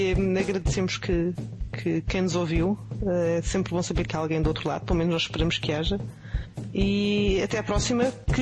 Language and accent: Portuguese; Portugal; E é preciso não esquecer que somos portugueses, portanto.